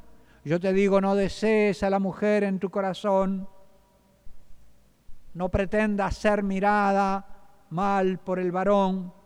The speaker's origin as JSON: {"language": "Spanish", "country": "Uruguay", "said": "lo que hace la mayoría de los que yo veo todavía en mi tierra, en el Uruguay, ¿verdad?"}